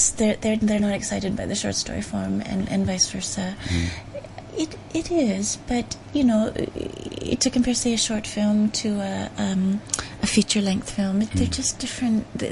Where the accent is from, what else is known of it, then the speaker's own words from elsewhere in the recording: Canada; Well, I'm quite lucky. I'm Canadian